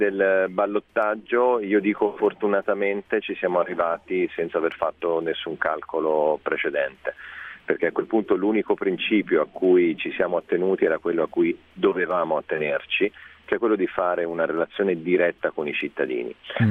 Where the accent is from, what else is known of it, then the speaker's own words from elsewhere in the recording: Tuscany, Italy; accent: Tuscan; Poi si sente dall'accento che non sono proprio brianzolo